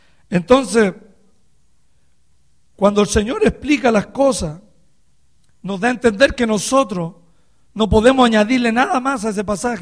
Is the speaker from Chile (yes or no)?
yes; Chile; moved away; que Dios nos haya traído desde Chile hasta este lugar. Estoy feliz, hermano, porque Algún día volveré a mi tierra, hermano, a hablar la palabra del Señor